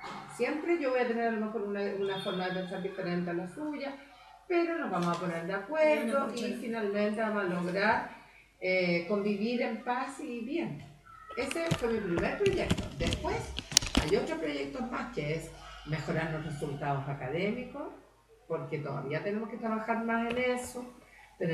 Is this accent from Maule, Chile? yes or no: yes; Curicó, Maule, Chile; now in Rancagua, Chile; No soy de Rancagua, o ya casi sí, porque ya llevo como 10 años acá, pero soy de Curicó. Mi familia es de Curicó, de campo. Y llevo 10 años acá en Rancagua